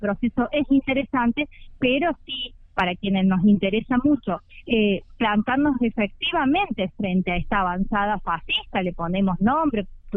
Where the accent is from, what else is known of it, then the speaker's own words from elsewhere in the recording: San Luis, Argentina; incluso las que no vivimos en Cava, como en mi caso que soy de San Luis